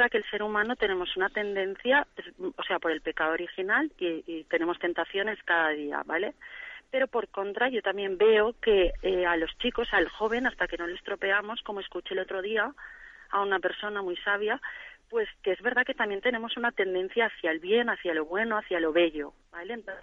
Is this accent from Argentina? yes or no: no; Valencia, Valencian Community, Spain; de Valencia.